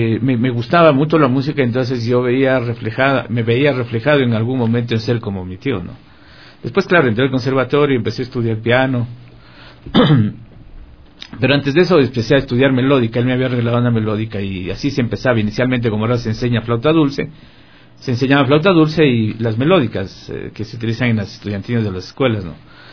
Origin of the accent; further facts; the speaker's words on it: Guayaquil, Guayas, Ecuador; born there; Yo soy un guayaco lojano. Yo nací en Guayaquil y mi familia toda es de Loja. Nací y crecí en un contexto musical.